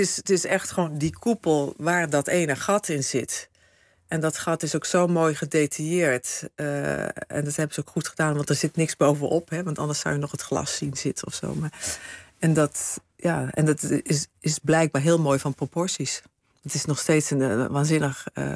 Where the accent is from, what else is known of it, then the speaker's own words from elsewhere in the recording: Limburg, Netherlands; ja, ik kom uit Zuid-Limburg en daar ben ik geboren.